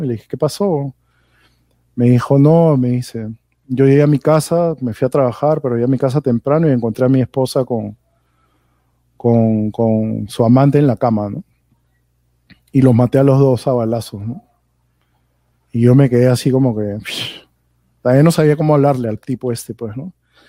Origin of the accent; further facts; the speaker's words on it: Peru; Entonces yo le dije, bueno, yo soy de Perú, le dije.